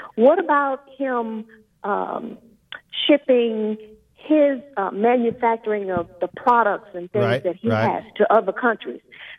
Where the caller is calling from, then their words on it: Houston, Texas, United States; Yes, I am calling from Texas